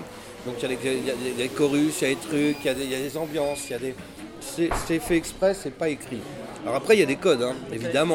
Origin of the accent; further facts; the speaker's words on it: Levallois-Perret, Île-de-France, France; Moi, je suis français parisien.